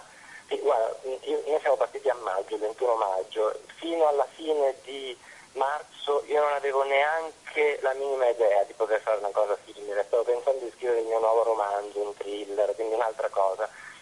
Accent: Abruzzo, Italy; nella chiesa di San Cipriano, della chiesa di Colonnello, il mio paesino in Abruzzo

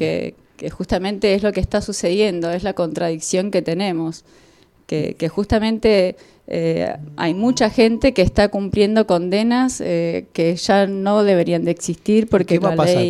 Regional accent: Villa de Soto, Córdoba, Argentina; La gente de campo, yo vengo de Villa de Soto, mi abuela sembraba cáñamo para hacer la suela de las alpargatas.

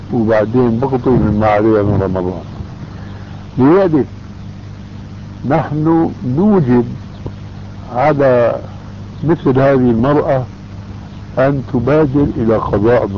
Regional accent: Syria; وانا ماني كما يقولوا عندنا في الشام حشو الكب هيك

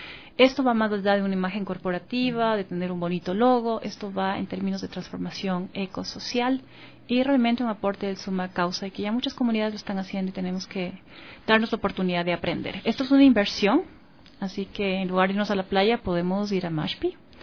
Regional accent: Ecuador; algunas personas que venimos de acá del Ecuador

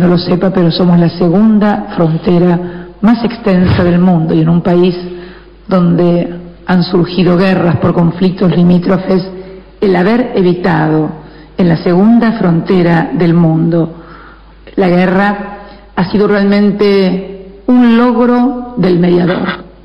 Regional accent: Argentina; en nombre de mi pueblo, en nombre de mi país, la nación argentina

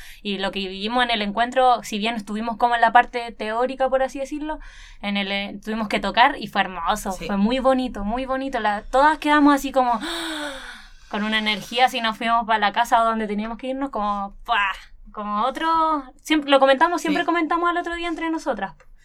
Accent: Penco, Biobío, Chile; bueno, estuvimos de cierta manera, también yo soy de Penco

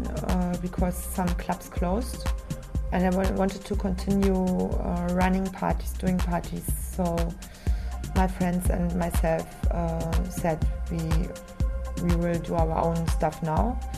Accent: Berlin, Germany; I'm from Berlin, and I'm in South America to play some shows

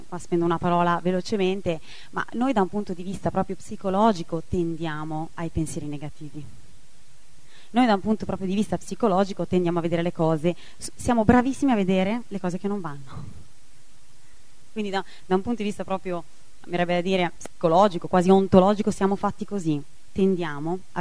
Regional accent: Milan, Lombardy, Italy; io parlo perché vengo da Milano, non lo vedo mai il sole, no?

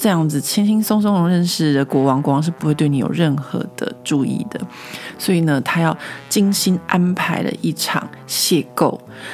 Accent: Taiwan; now in France; 我自己小时候在台湾长大念历史课的经验

